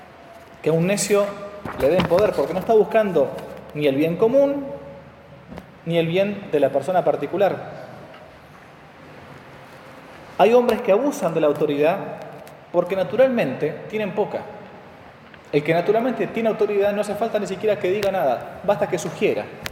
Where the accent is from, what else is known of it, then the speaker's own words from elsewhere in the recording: Argentina; Bueno, por lo general nadie se confiesa de eso porque Argentina, somos argentinos.